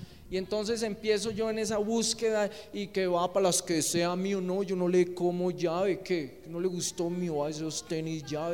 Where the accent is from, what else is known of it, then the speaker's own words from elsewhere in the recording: Quindío, Colombia; also born or lived in Buga; Yo nací en Buga Valle, el departamento del Valle, pero fui criado acá en el Quindío.